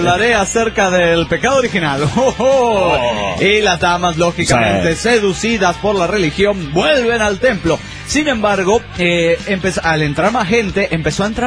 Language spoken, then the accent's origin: Spanish; Panama; de Panamá. ¡Panamá!